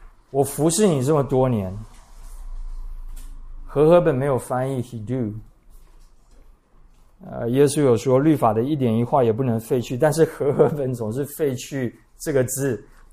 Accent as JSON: {"language": "Chinese", "country": "Taiwan", "said": "因为我们台湾人做父亲的没有什么原则，也没有什么尊严。"}